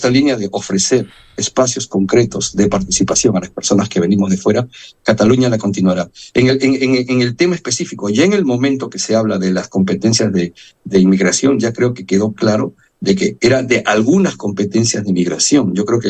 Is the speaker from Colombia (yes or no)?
no; Peru; now in Spain; yo soy de Perú, soy diputado en el Parlamento de Cataluña